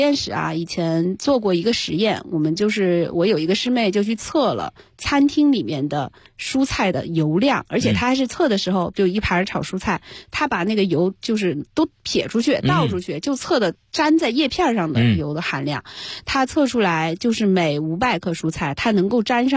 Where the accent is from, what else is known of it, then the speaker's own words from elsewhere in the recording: Chongqing, China; 因为我重庆人嘛，我就往里面加一点或者姜丝儿啊